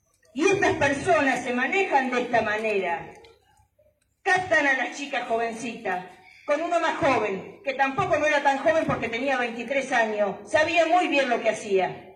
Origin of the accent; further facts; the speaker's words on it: Mar del Plata, Buenos Aires Province, Argentina; yo vengo de Mar del Plata, allá hay muchísimos grupos de chicas que se juntan, muchísimos.